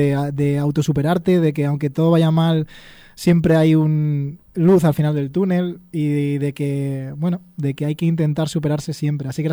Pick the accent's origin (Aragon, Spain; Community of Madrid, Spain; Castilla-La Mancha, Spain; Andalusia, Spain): Castilla-La Mancha, Spain; Talavera de la Reina; Yo creo que sí, todos somos de Talavera.